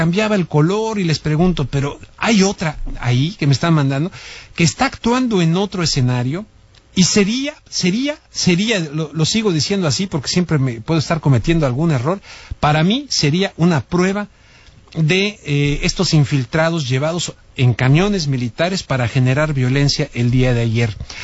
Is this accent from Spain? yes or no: no; Mexico; yo pediría como mexicano a las autoridades mexicanos